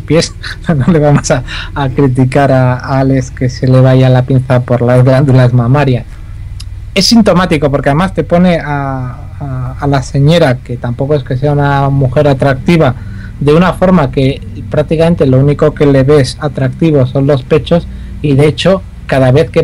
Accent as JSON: {"language": "Spanish", "town": "Pamplona", "region": "Navarre", "country": "Spain", "said": "sabes que los oyentes ya saben que soy de Pamplona"}